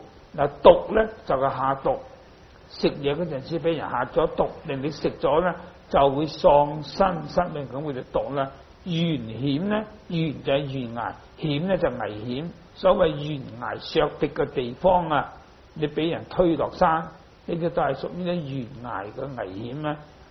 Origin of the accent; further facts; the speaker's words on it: Hong Kong; 我出生在香港，长大在香港